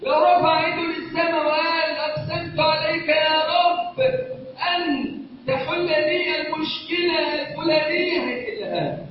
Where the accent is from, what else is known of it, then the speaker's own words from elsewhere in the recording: Egypt; اللهم واجعل بلدنا مصر امنا امانا سخاء رخاء